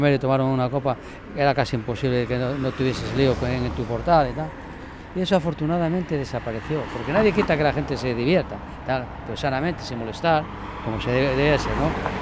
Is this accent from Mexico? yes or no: no; Mieres, Asturias, Spain; now in Gijón, Spain; yo no soy de Gijón, pero aprecio, o sea, señor, por supuesto, de Mieres